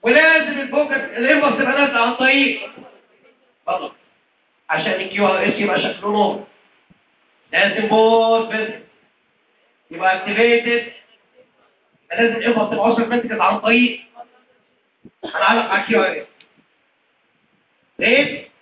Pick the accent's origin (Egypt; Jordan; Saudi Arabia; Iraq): Egypt; دي حاجة موجودة بره بس مش موجودة عندنا في مصر